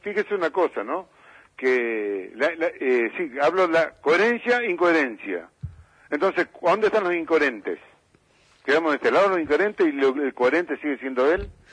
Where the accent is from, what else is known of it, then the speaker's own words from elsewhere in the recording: Argentina; Y yo creo que la gran responsabilidad como argentino, no solamente como dirigente